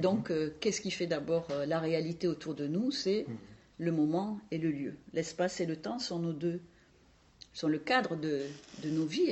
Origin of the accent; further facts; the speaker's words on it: south of the Loire, France; born there; Vous l'entendez à mon accent, je suis née en dessous de la Loire, bien en dessous de la Loire.